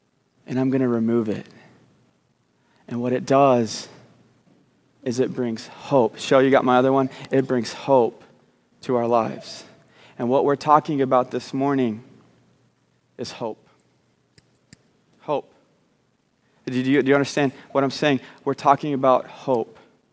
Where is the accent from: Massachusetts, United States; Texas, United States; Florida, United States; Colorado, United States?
Texas, United States; also born or lived in Arkansas; And I grew up, well, secretly in Arkansas, but we don't say that. I grew up in Texas.